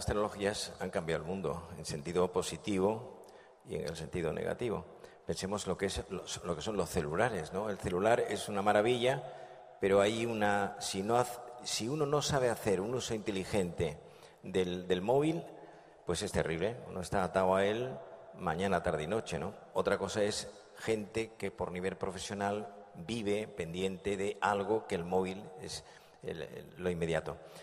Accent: Andalusia, Spain; now in Madrid, Spain; Dicen en mi tierra, yo soy andaluz, aunque vivo en Madrid, y dicen en Andalucía

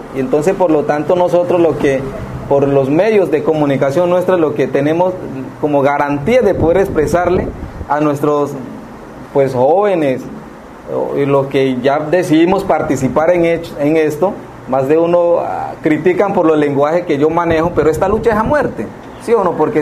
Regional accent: Valle del Cauca, Colombia; el Bajo Naya, de donde yo soy, que comprende el Valle del Cauca con el departamento del Cauca, en la zona costera, limitando con municipio López de Micay y Buenaventura.

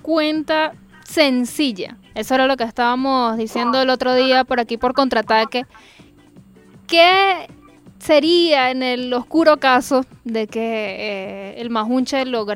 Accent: Miranda, Venezuela; yo soy del Estado Miranda. Yo vivo en Filas de Mariche.

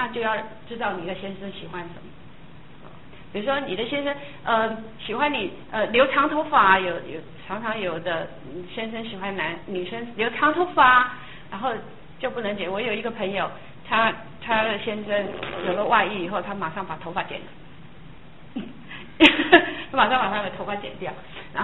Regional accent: Taiwan; 我们台湾人说爱不叫爱，叫疼。

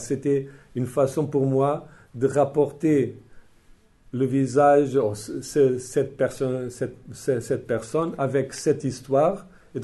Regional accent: Portugal; Mais J'ai dit, bon, je suis portugais.

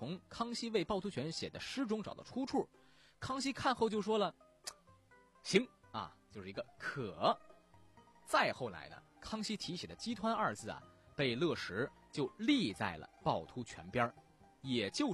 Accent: Shandong, China; 有这么一件藏品特别特别让我们山东人感到特别的震撼

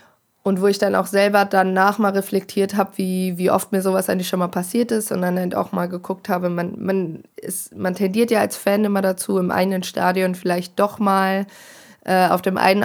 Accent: Bielefeld, North Rhine-Westphalia, Germany; now in Hanover, Germany; ich komme zwar aus Bielefeld, studiere aber in Hannover

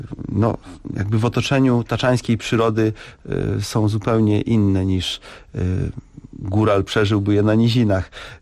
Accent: Lesser Poland, Poland; myśmy w to jako górale za bardzo uwierzyli

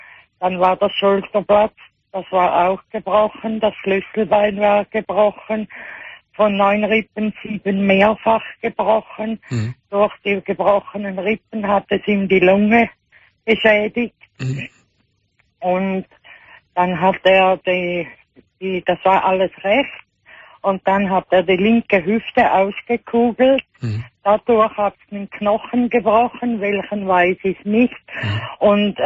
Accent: Switzerland; now in Albatera, Spain; Ja, ich bin eine Schweizerin, die in Spanien lebt.

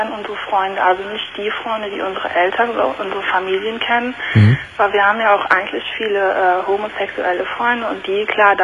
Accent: Germany; sie ist Türkin und ich bin Deutsche

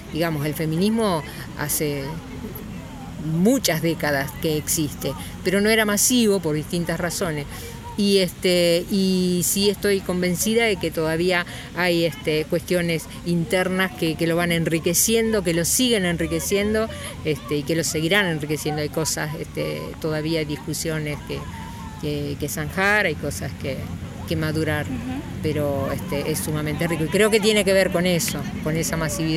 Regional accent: Chivilcoy, Buenos Aires Province, Argentina; Soy de Chivilcoy.

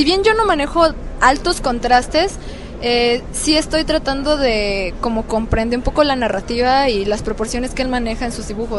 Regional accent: Cancún, Quintana Roo, Mexico; yo soy de Cancún

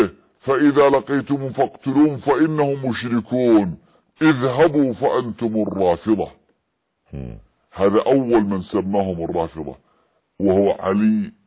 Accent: Yemen; عندنا في اليمن

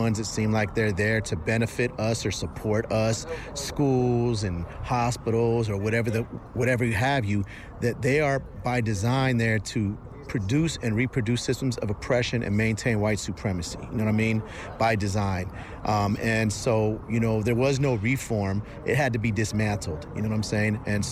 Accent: San Francisco, California, United States; San Francisco Peaks, man, I'm from Frisco, you know what I'm saying? Right across the bridge

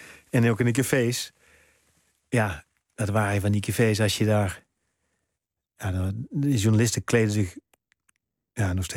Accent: North Brabant, Netherlands; moved away; Want ik kwam ook nog uit Brabant. Nou, dat hoor je ook aan me. Nee, ik heb geen harde G.

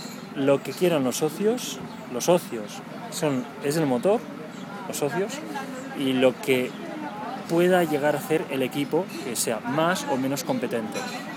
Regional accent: Catalonia, Spain; ¿Te acuerdas que soy catalán?

